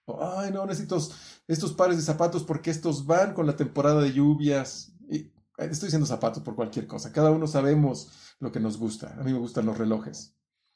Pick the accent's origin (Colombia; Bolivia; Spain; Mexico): Mexico; Es como los mexicanos. Estamos cansados de la violencia, estamos cansados de la corrupción de casi 100 años que ha vivido nuestro país.